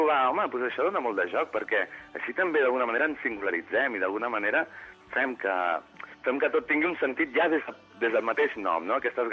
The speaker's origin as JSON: {"language": "Catalan", "town": "Barcelona", "region": "Catalonia", "country": "Spain", "tie": "born there", "said": "jo he nascut a Barcelona i jo penso en català, m'expreso en català"}